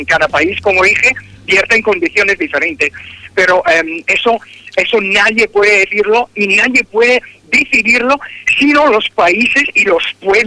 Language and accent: Spanish; Italy; Spanish is a second language; Como italiano, sé muy bien que el primer ministro Berlusconi tiene tratos muy, muy cercanos con Gaddafi.